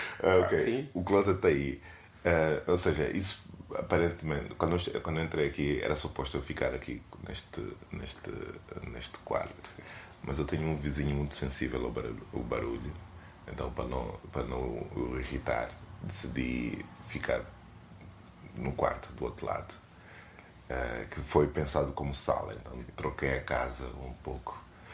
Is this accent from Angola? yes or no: yes; Angola; Nós quando eu era miúdo, cresci em Angola, então não tínhamos propriamente acesso aos produtos do Ocidente.